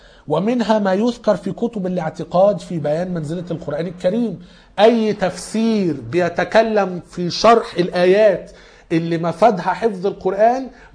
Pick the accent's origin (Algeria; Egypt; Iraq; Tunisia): Egypt; احنا كمصريين دخلنا الدين عن طريق عمرو بن العاص اللي كان فتح مصر على أيام عمر بن الخطاب.